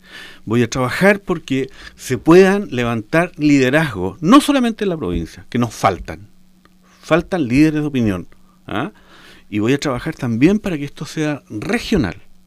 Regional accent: Osorno, Los Lagos, Chile; moved away; yo llegué a Osorno hace 3 años atrás, después de 37 años de haber estado fuera de mi pueblo

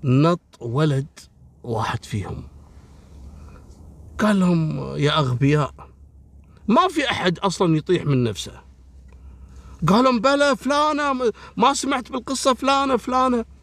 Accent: Kuwait; حتى عندنا في الكويت كثير تحصل سرقة الأغطية وتلقى المجاري مفتوحة

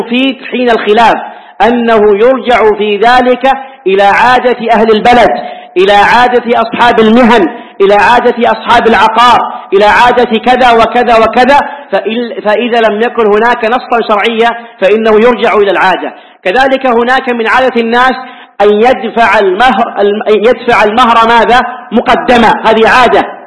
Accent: Hejaz, Saudi Arabia; هذه عندنا في الحجاز حتى لو خرج بها إلى مكان قريب ليس فيها شيء

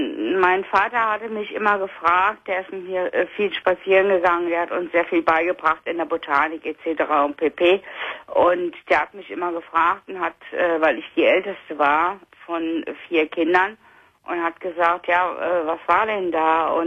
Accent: Rhineland-Palatinate, Germany; ich komme aus Rheinland-Pfalz

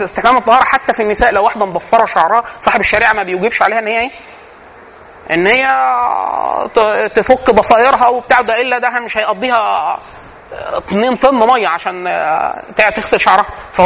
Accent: Egypt; ودي من العادات السيئه عندنا فينا كمصريين

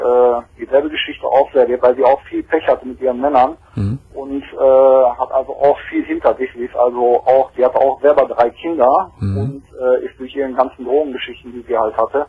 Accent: Geldern, North Rhine-Westphalia, Germany; da in Geldern, wo ich herkomme

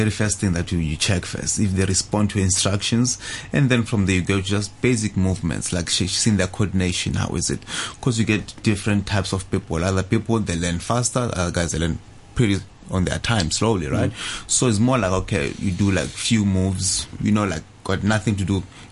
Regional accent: South Africa; because I come from South Africa.

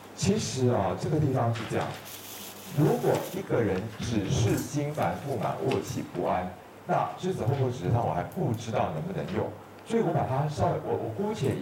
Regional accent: Taiwan

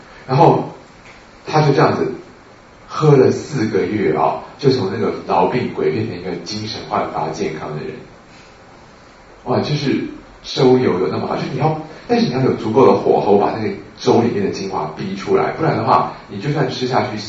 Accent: Taiwan; 跟我们台湾人的稀饭差不多，对不对？

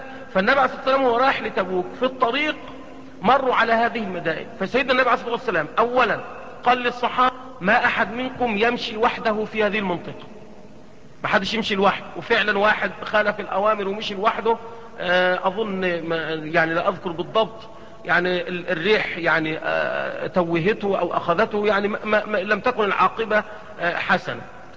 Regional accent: Egypt; يعني احنا عندنا في مصر الأهرامات

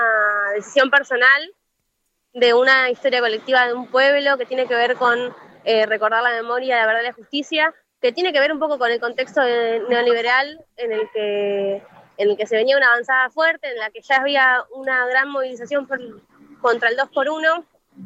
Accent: La Plata, Buenos Aires Province, Argentina; soy estudiante de historia, tengo 24 años. Soy de acá de La Plata

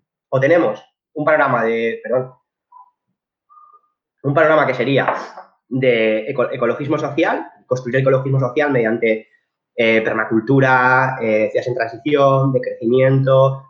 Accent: Community of Madrid, Spain; pero los que somos madrileños, pues sabemos lo que es la extrema derecha auténtica

